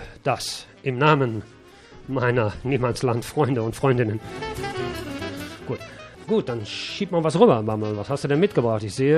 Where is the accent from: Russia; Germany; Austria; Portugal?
Germany; Und wir als Deutsche wissen natürlich vielleicht ein bisschen mehr, als vielleicht andere Nationen über dieses Thema.